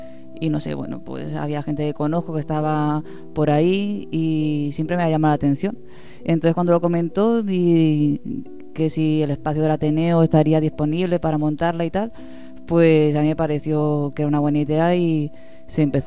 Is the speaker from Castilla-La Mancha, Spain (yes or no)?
yes; Albacete, Castilla-La Mancha, Spain; soy de Albacete